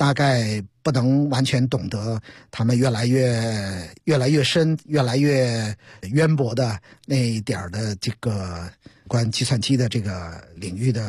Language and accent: Chinese; Beijing, China; 会在所谓我们家乡的文化，我们北京，我们都在发生些什么。